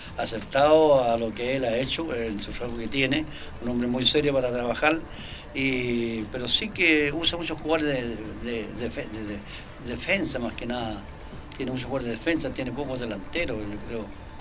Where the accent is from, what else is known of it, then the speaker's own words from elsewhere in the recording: Chile; Yo confío mucho en Chile, pero como chileno me quiero que empate o gane.